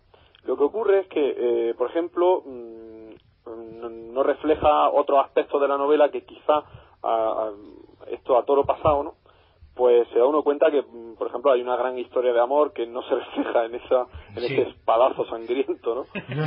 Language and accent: Spanish; Granada, Andalusia, Spain; Yo desde aquí, desde Granada, desde mi tierra natal, os mando un pequeño desafío